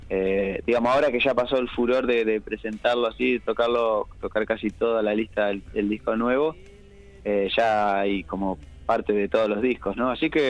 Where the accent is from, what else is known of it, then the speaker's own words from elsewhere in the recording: Mar del Plata, Buenos Aires Province, Argentina; Estaba por salir a adquirir alimentos acá en mi ciudad natal, Mar del Plata.